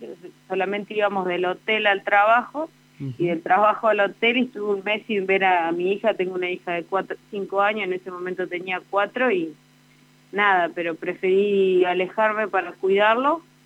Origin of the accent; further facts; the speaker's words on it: Santa Rosa, La Pampa, Argentina; Yo soy de acá, de Santa Rosa, tengo 30 años.